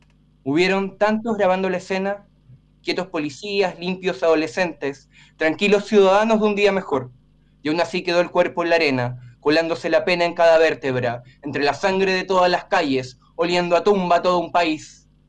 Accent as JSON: {"language": "Spanish", "country": "Chile", "said": "También soy chileno, y este es un poema que refiere a algo que pasó en Chile."}